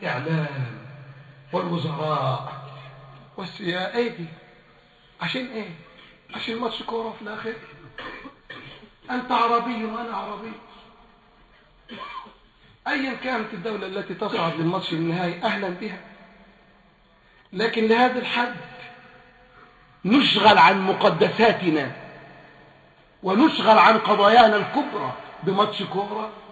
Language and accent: Arabic; Egypt; ولا لاعب من فريق مصر نفعني انا كمصري